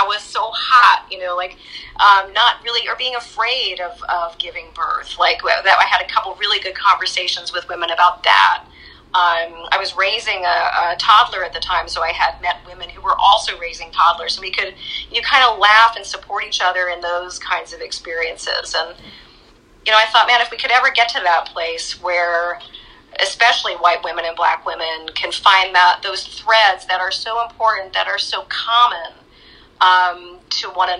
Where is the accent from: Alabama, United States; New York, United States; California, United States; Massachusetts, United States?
New York, United States; You know, I'm originally from New York, not the city, I'm from upstate New York, about 2 hours north of the city. And so I still keep learning about the South. I am not from here. I've been here 27 years